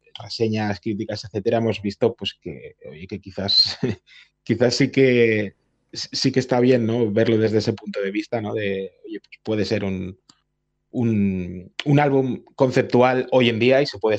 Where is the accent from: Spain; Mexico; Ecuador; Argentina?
Spain; Barcelona, Catalonia; unos estudios muy conocidos para los que somos de Barcelona